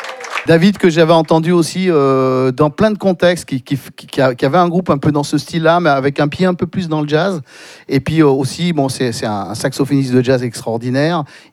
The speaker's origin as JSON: {"language": "French", "town": "Toulouse", "region": "Occitanie", "country": "France", "said": "moi, j'habite le sud-ouest, hein, je suis originaire de Toulouse."}